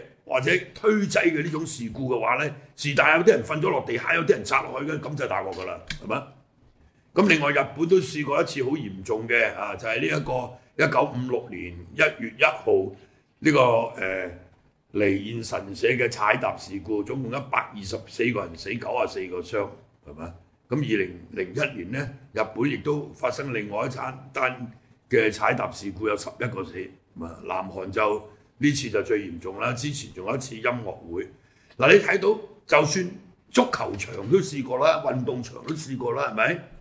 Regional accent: Hong Kong; 即係我哋香港人嚟講啦，相隔差唔多30年

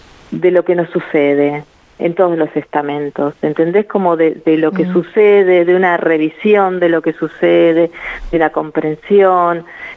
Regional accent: Argentina; now in Germany; Es inquietante verse como argentino, eso quiero decir.

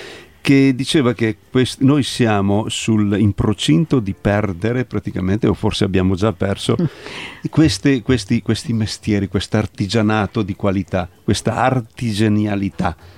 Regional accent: Veneto, Italy; delle nostre capacità come italiani, diciamo, e come veneti in particolare, vorrei dire.

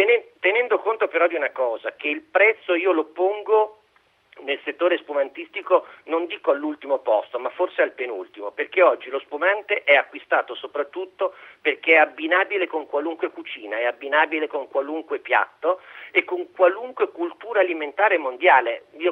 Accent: Emilia-Romagna, Italy; come emiliano devo dire

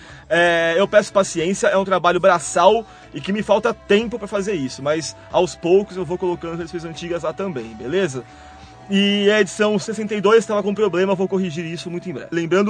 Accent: Varjota, Ceará, Brazil; Sou da cidade de Varjota.

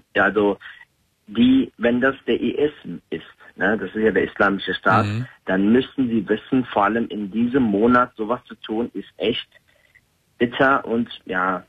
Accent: Turkey; Nein, ich war noch nie als Türke in Istanbul.

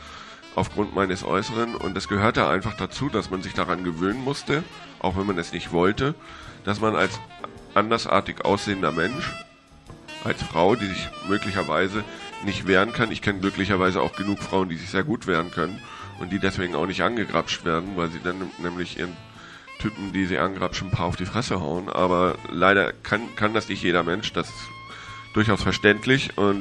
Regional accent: Hamburg, Germany; ich komme aus Hamburg und ich habe über 20 Jahre auf St. Pauli gelebt

